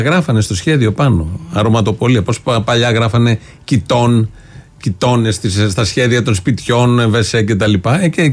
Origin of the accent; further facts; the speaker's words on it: Ilioupoli, Attica, Greece; born there; Ζούσε ανέκαθεν στην Ηλιούπολη σε άλλη περιοχή. Το είπα καθαρά. γεννήθηκα στην Ηλιούπολη.